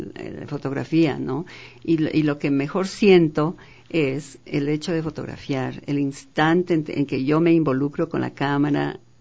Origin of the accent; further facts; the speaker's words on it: Sangolquí, Pichincha, Ecuador; Yo nací en Sangolquí, mi madre era sangolquileña, y entonces yo tengo mucho amor a Sangolquí todavía, aunque yo no he vivido ahí desde los 9 años.